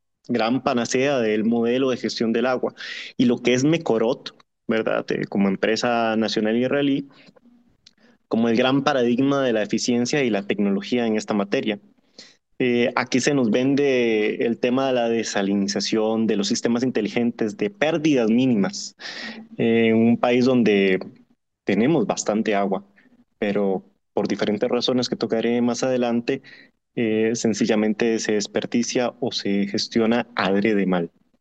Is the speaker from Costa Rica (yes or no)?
yes; Costa Rica; Como costarricense sé que mi tierra es bastante bendecida